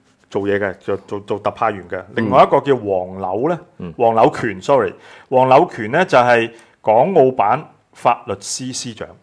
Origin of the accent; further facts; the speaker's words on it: Hong Kong; 我哋香港人咧，免職咧就係一個